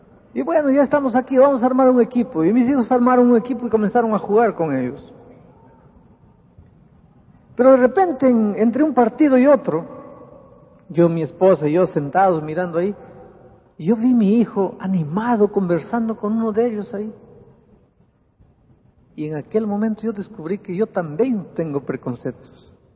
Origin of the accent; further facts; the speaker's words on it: Peru; now in Brazil; yo estuve de vacaciones en Lima, en Perú, en mi país.